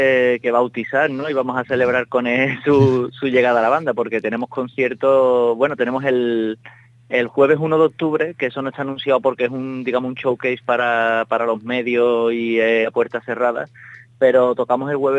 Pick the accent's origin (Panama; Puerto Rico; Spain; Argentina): Spain; Utrera, Andalusia; La banda la fundé yo en 2007 en mi pueblo, en Utrera.